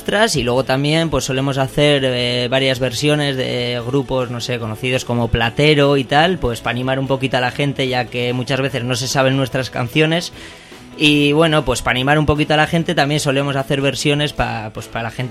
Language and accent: Spanish; Barakaldo, Basque Country, Spain; Venimos de allí, además somos los cuatro del mismo barrio